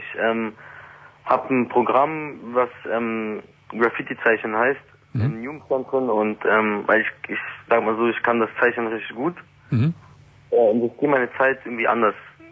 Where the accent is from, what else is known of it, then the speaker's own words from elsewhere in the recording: Berlin, Germany; Ich bin aus der kompletten Gegend rausgezogen. Ich komme aus Kreuzberg. Also ja. Ich kam aus Kreuzberg.